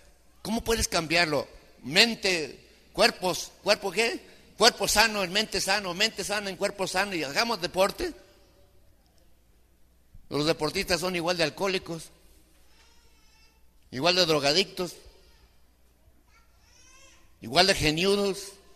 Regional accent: Mexico; born there; Nosotros somos mexicanos porque nacimos en México.

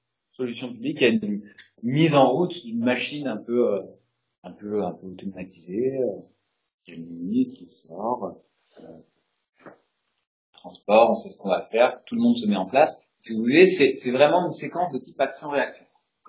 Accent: Russia; je dis ça sans jugement de valeur, je viens de la Russie.

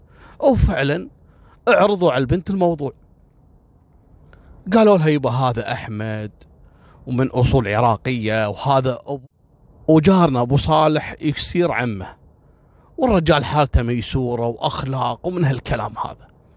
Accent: Kuwait; صارت عندنا في الكويت قبل كم سنة

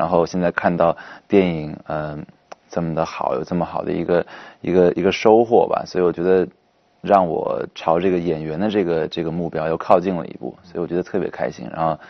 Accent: southern China, China; 虽然说我在南方长大小时候

